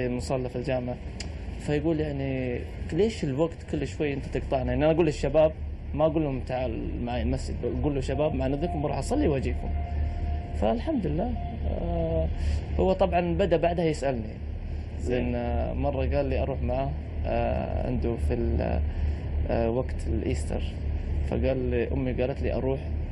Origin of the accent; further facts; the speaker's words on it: Bulgaria; now in United Kingdom; From Bulgaria, yeah.